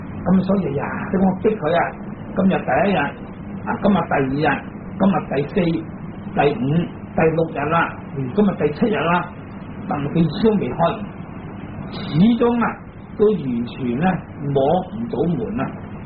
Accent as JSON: {"language": "Cantonese", "country": "China", "said": "咁啊，原则上我哋中国人咧出世啊，年轻啊"}